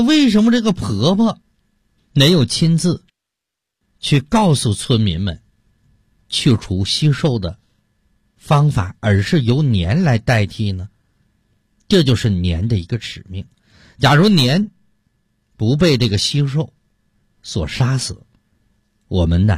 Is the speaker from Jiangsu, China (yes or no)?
no; Heilongjiang, China; 小的时候我出生在东北的黑龙江非常偏僻的一个山村，